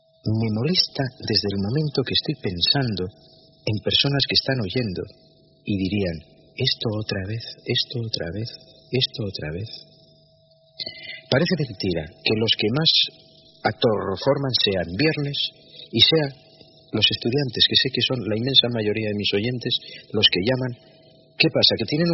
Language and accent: Spanish; France; y siendo francesa tampoco me la identifico